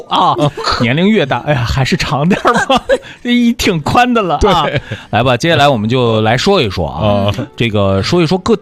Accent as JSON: {"language": "Chinese", "town": "Xinxiang", "region": "Henan", "country": "China", "tie": "born or raised there", "said": "就是你现在比如说像郑州啊、洛阳啊、开封啊，包括我的家乡新乡啊，其实雨势都还没有停"}